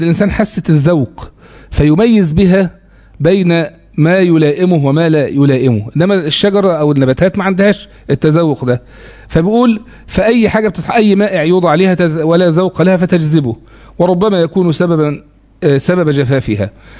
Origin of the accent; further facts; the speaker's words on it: Egypt; أو اللي هو المشهور عندنا في مصر اسم السكر